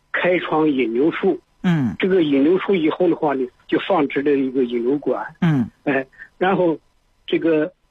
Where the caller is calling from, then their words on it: Zhengzhou, Henan, China; 我是郑州的，河南郑州。